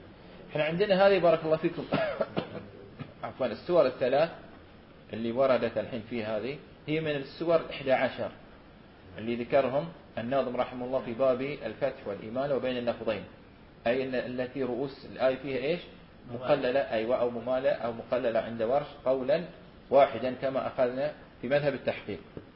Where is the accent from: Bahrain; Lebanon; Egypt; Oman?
Bahrain; في غزال عندنا في البحرين